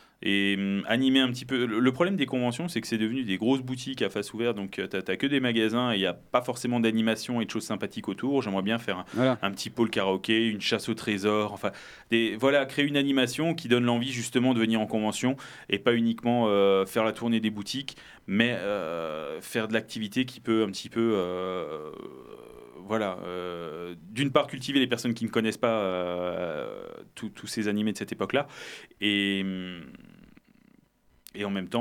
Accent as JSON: {"language": "French", "town": "Mulhouse", "region": "Grand Est", "country": "France", "said": "Donc, moi, je viens de Mulhouse."}